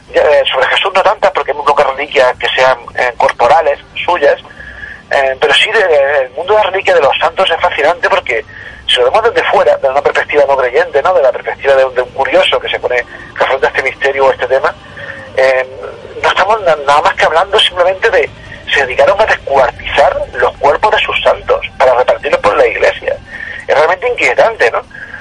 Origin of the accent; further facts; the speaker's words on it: Jaén, Andalusia, Spain; Eso sí, yo soy de Jaén, no se lo diga a la gente de Jaén.